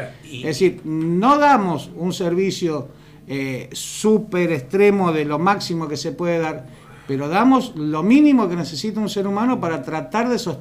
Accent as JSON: {"language": "Spanish", "town": "Rosario", "region": "Santa Fe", "country": "Argentina", "tie": "born or raised there", "said": "Yo que soy oriundo de Rosario, te puedo decir"}